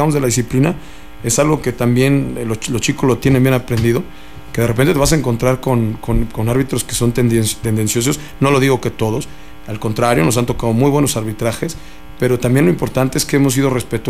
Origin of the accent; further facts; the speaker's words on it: Mexico; a nosotros como mexicanos pues nos sale, ¿no? Somos gente más briosa, más de fuerza.